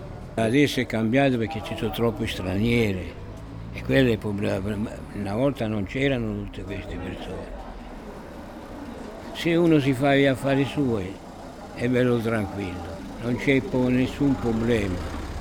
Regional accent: Trapani, Sicily, Italy; moved away as an adult; also born or lived in Germany; sono siciliano, nativo a Trapani, coniugato in provincia di Messina e dopo separato, e dopo sono andato un po' per il mondo. Ho cominciato ad andare in Germania a lavorare

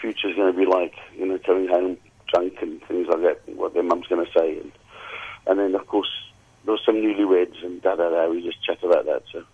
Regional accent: Zimbabwe; born there; also born or lived in Wales / South Africa; Well, I was born in Zimbabwe. I lived in Wales for 8 years and came back to the UK.

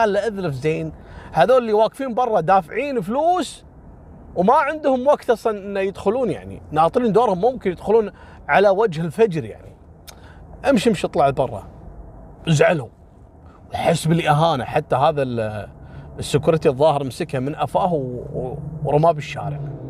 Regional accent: Kuwait; هذا ترى مثل ما حصل في قصة اللي حرقت الخيمة عندنا في الكويت قبل كم سنة

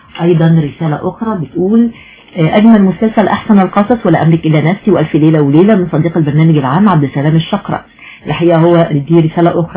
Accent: Ismailia, Ismailia Governorate, Egypt; من الإسماعيلية.

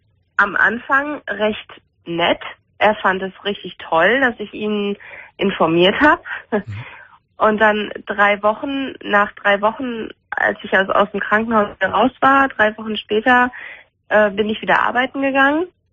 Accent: Münster, North Rhine-Westphalia, Germany; Also ich komme aus Münster, ich wohne in Münster und ich hatte hier einen Job.

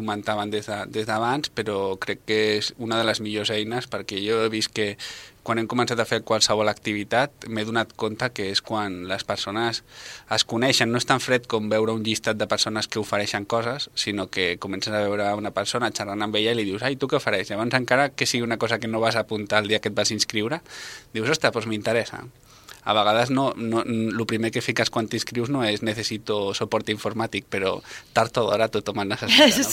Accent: Barcelona, Catalonia, Spain; Jo sóc veí de Gràcia.

